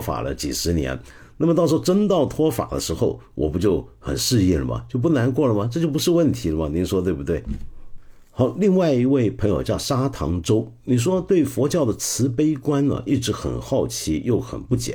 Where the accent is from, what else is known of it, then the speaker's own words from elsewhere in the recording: Taiwan; 我是打小时候在台湾，当年念初中的时候，那个时候台湾的这个戒严制度底下的教育啊